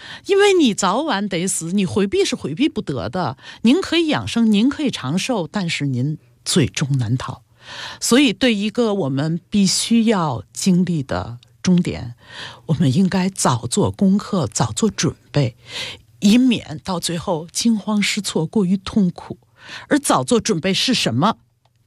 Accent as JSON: {"language": "Chinese", "country": "China", "said": "我们中国人都会觉得哦，它科技特别厉害"}